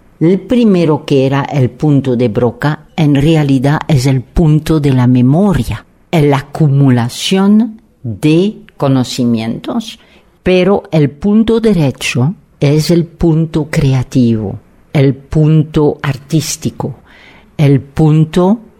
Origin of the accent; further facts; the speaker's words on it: Belgium; Spanish is a second language; somos de Bélgica, pero en realidad somos del mundo, pero en particular hemos elegido México